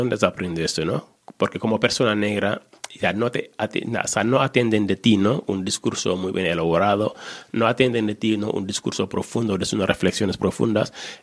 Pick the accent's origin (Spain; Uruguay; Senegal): Senegal; Yo soy de Senegal, un país en el África Negra, África del Oeste, un país bonito.